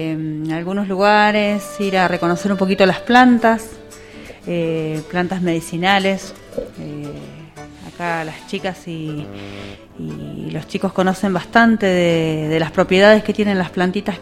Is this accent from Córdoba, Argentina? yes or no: no; El Bolsón, Río Negro, Argentina; yo también soy de acá, del Bolsón, no específicamente de acá, de la zona de Rinconada